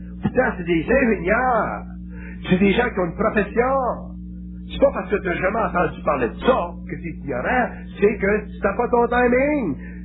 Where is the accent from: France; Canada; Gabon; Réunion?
Canada; Quebec; Puis nous autres, on est des Canadiens français, on est nés, nous autres.